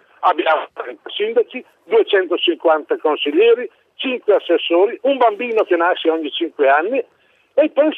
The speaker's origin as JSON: {"language": "Italian", "region": "Lombardy", "country": "Italy", "said": "Abbiamo 8.000 comuni, io sono bergamasco, se prendiamo le nostre valli"}